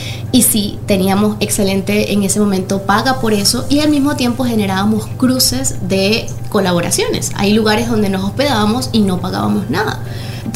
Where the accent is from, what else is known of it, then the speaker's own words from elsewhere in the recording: Caracas, Capital District, Venezuela; Venezolana, caraqueña.